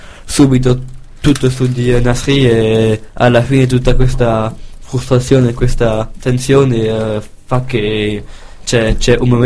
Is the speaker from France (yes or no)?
yes; France; Sì, perché sono anche francese.